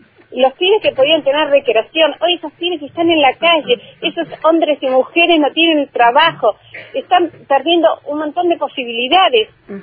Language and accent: Spanish; Bariloche, Río Negro, Argentina; Somos de Bariloche y de Inahuapi, que es otro municipio.